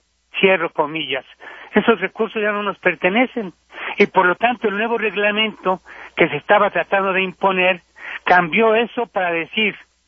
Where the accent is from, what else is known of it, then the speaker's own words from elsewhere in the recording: Mexico; Me pregunté yo, desde como muchos mexicanos o algunos mexicanos